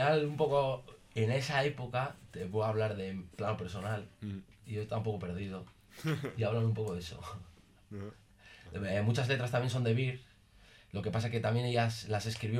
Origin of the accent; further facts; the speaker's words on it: Barakaldo, Basque Country, Spain; los que somos de Baracaldo no salíamos a Baracaldo por culpa de esa gente que va a Baracaldo